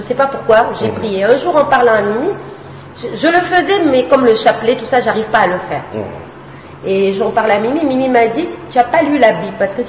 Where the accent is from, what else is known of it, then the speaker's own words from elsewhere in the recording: Fatima, Centro, Portugal; parce qu'on est portugais de Fatima.